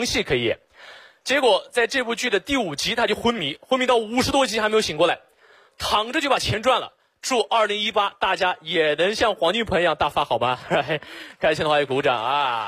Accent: Xinjiang, China; 我不是老外。我来自新疆，我是维吾尔族啊，就是和那个迪丽热巴特别火的民族

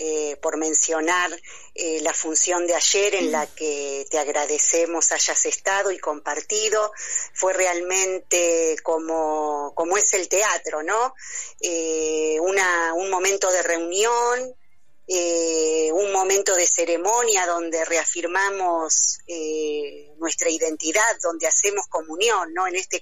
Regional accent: Quilmes, Buenos Aires Province, Argentina; yo soy de Quilmes, así de Quilmes, provincia de Buenos Aires.

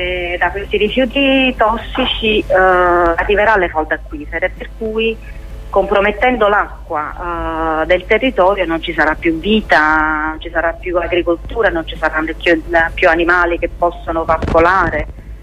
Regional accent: Naples, Campania, Italy; Io sono napoletana

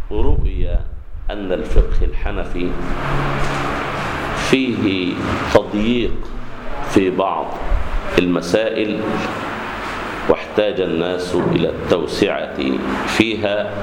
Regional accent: Egypt; والمطبق عندنا في مصر

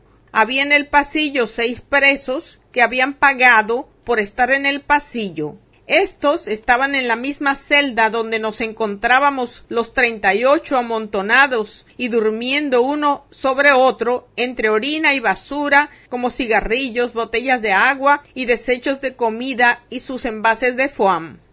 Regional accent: Dominican Republic; Soy ciudadano dominicano, ingeniero civil de profesión

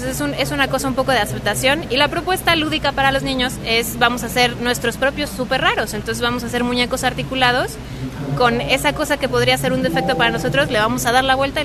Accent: Mexico City, Mexico; Yo soy de la Ciudad de México.

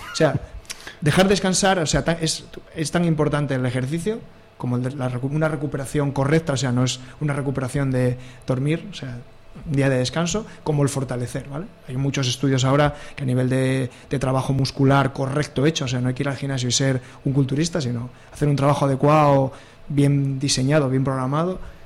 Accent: Oviedo, Asturias, Spain; born there; now in Gijón, Spain; aquí en Gijón, que es una zona llana, porque bueno, yo que nací en Oviedo, salir andando en bici en Oviedo es encantador

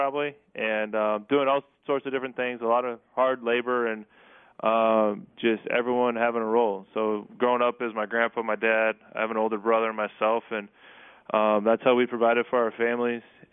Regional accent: Kansas, United States; born or raised there

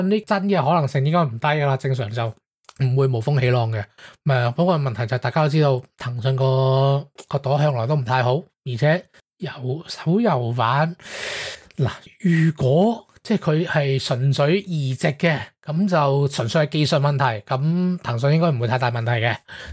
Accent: Hong Kong; 佢哋消委会应该冇我哋香港嗰个咁快

